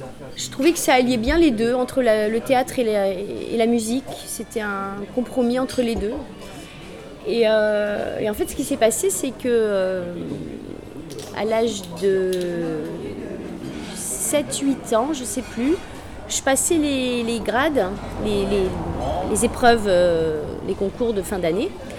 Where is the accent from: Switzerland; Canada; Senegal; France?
France; Lyon, Auvergne-Rhône-Alpes; born there; Non, je suis née à Lyon.